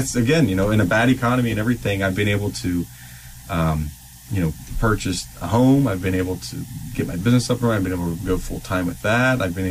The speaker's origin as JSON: {"language": "English", "town": "Columbus", "region": "Ohio", "country": "United States", "tie": "born or raised there", "said": "He had a studio up north in Ohio. I grew up in the Columbus area"}